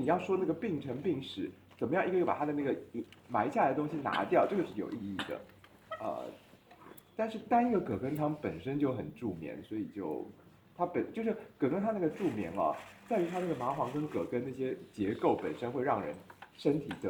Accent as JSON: {"language": "Chinese", "country": "Taiwan", "said": "因为我们台湾人啊，得阳明病的比例非常偏低，就是我们台湾人都是就是比较虚寒一点啊"}